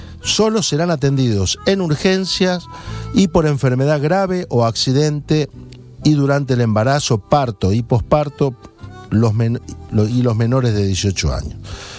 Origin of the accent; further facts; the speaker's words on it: Argentina; Somos argentinos, lo relacionan al gaucho argentino.